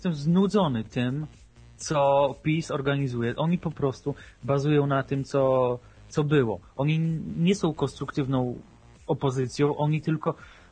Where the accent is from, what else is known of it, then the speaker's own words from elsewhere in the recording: Warsaw, Masovian Voivodeship, Poland; No, ja jestem z Wawy